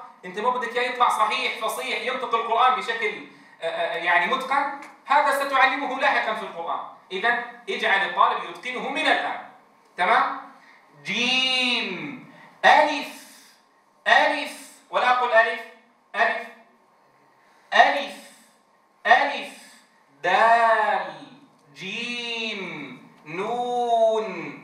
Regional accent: Syria; في لهجتنا مثلا نحن نقول همزة همزة، أو همزي كما في بعض مناطقنا في سوريا

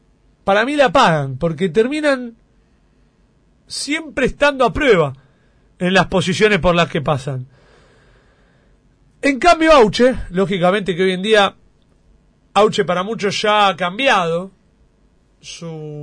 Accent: Avellaneda, Buenos Aires Province, Argentina; mi corazón está en el conurbano, no está en la capital federal, yo soy de Avellaneda

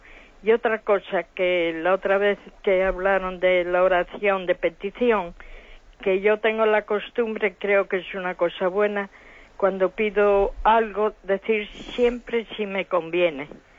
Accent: Vigo, Galicia, Spain

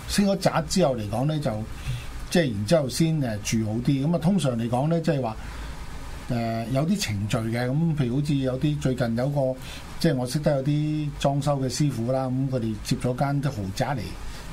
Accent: China; 我哋中國人有一句説話啦

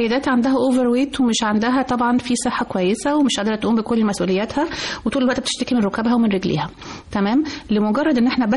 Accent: Egypt; كل احنا كمصريين كل ما حد يجي لنا استنى هنشرب مع بعض كوبايه شاي.

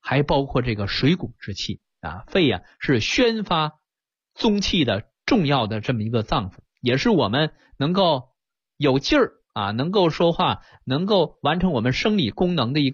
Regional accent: China; 我们中国人讲阴阳啊，讲圆满啊。

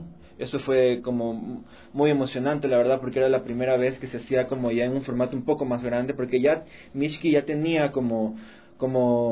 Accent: Guayaquil, Guayas, Ecuador; now in Quito, Ecuador; al menos aquí en Quito. Yo soy de Guayaquil, ya tengo 10 años acá

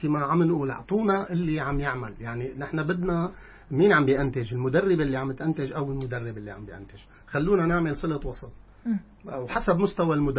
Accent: Syria; مواضيع الرياضة بشكل عام عندنا بسوريا هي هي

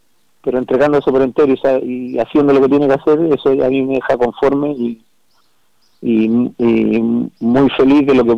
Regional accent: Peñaflor, Santiago Metropolitan Region, Chile; incluso somos ambos de Peñaflor, así que nos conocíamos mucho

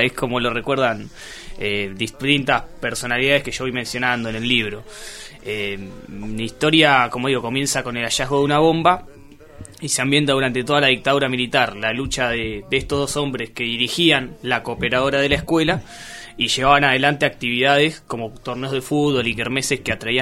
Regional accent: Miramar, Buenos Aires Province, Argentina; moved away as an adult; now in La Plata, Argentina; A los 18. Cuando me mudé a La Plata, yo soy de Miramar y me vine a estudiar acá.

